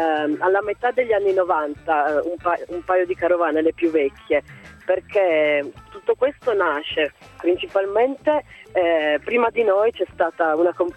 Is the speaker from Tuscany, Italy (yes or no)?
no; Bra, Piedmont, Italy; sto attraversando dei territori che sono vicinissimi a casa mia perché io sono di Bra.